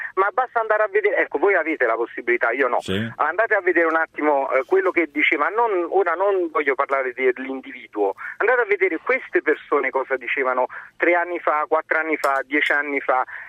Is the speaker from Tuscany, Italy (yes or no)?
no; Naples, Campania, Italy; dato che io sono di Napoli